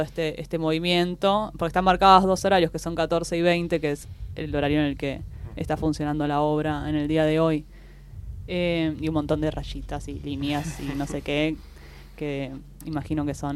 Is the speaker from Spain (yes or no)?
no; Argentina; es parte de nuestro patrimonio como argentinos, ¿no?